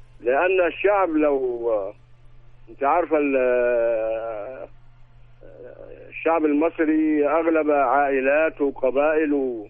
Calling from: Sohag Governorate, Egypt; انا بنكلمك من سوهاج، مدير عام بالمعاش.

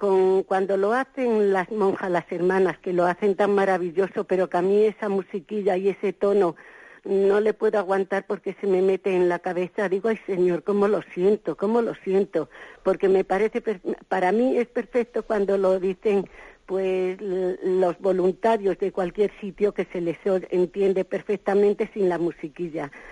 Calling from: Madrid, Community of Madrid, Spain; de Madrid.

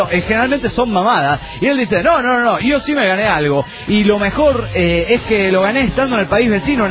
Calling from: Querétaro, Mexico; de Querétaro, México.

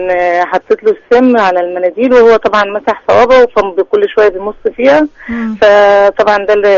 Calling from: Cairo, Cairo Governorate, Egypt; من القاهرة.

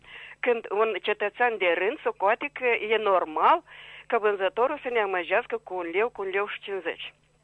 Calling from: Chișinău, Moldova; din Chișinău.

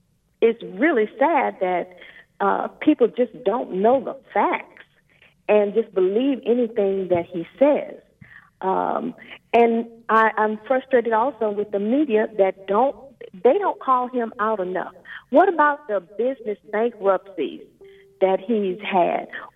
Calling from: Houston, Texas, United States; Yes, I am calling from Texas

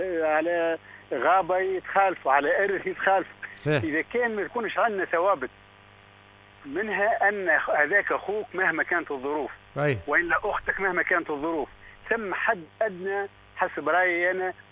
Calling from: Kebili, Kebili Governorate, Tunisia; من قطعية تو موجود في قطعية

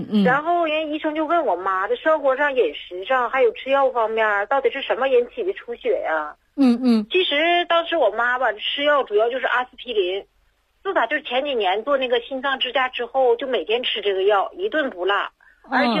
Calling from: Liaoning, China; 我是辽宁的听众。

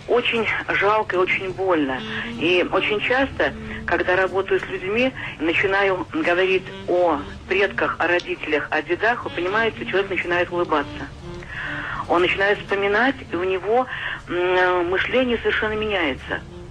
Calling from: Cheboksary, Chuvash Republic, Russia; Я звоню из Чебоксар.

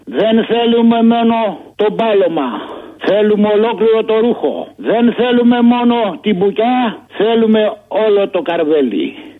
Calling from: Aigaleo, Attica, Greece; από το Εγάλαιο.

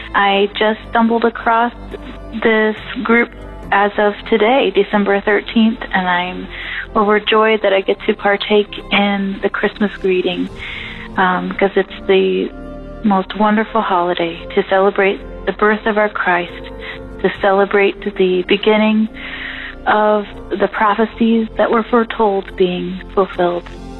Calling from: Goshen, Indiana, United States; I'm calling from Goshen, Indiana

